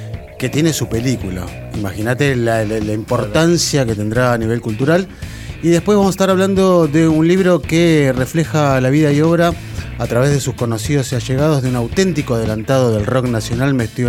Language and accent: Spanish; Hurlingham, Buenos Aires Province, Argentina; Nacido y criado.